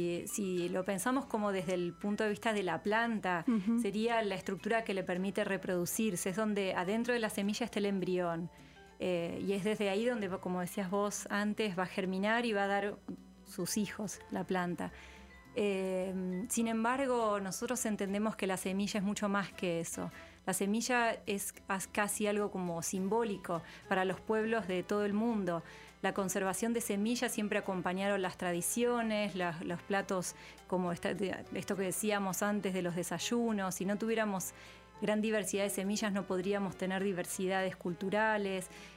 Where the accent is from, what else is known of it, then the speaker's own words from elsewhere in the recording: Buenos Aires, Argentina; vengo de la provincia de Buenos Aires, que está en el centro del país